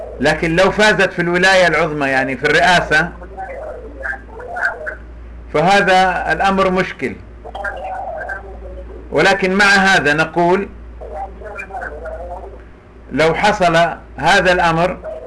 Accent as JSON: {"language": "Arabic", "country": "Saudi Arabia", "said": "مثل هذه القضية حصلت عندنا في السعودية"}